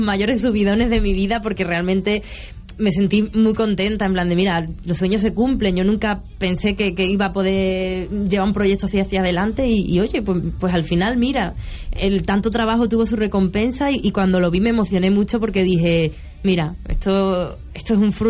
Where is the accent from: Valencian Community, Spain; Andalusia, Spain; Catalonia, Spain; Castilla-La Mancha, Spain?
Andalusia, Spain; A mí me gusta mucho Andalucía, mi tierra...